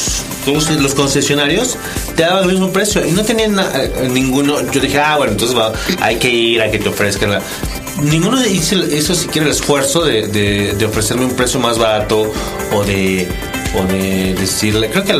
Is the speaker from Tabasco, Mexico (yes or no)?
yes; Tabasco, Mexico; now in Mexico City, Mexico; nosotros somos de Tabasco, vino al DF a comprarse un auto porque acá sale más barato.